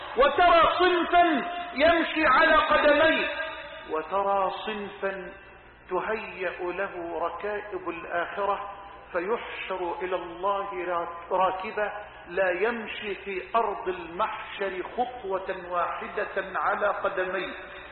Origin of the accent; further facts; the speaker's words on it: Egypt; اللهم اجعل بلدنا مصر أمنا أمانا سخاء رخاء